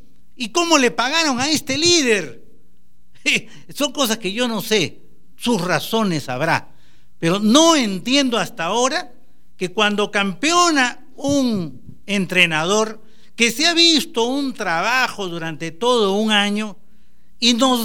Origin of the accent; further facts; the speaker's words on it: Cusco, Peru; vi cómo un equipo de mi tierra, un equipo provinciano, con mezcla de todas las sangres, porque no eran todos cusqueños